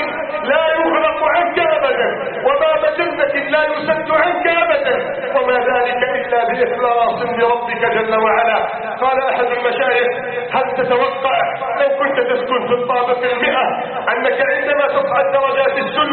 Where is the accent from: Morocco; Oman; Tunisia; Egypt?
Egypt; واجعل بلدنا مصر آمنا مطمئنا وسائر بلاد